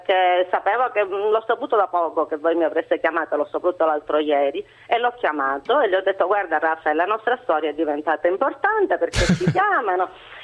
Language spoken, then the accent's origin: Italian; Palermo, Sicily, Italy; Sì, sono palermitana, anche se ho origini nella provincia di Messina, ma sono palermitana.